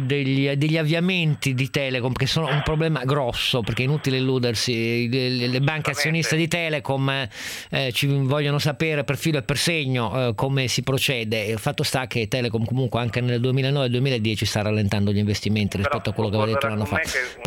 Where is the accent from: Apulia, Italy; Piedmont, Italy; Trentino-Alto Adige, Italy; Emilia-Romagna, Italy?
Piedmont, Italy; Turin; Poi per farmi contento, essendo torinese, dicono che sono tutti di Torino